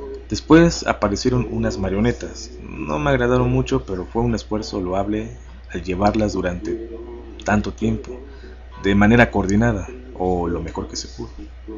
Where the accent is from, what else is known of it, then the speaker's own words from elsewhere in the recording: Puebla, Mexico; Sí, en la ciudad de Los Ángeles, en Puebla, de donde soy originario.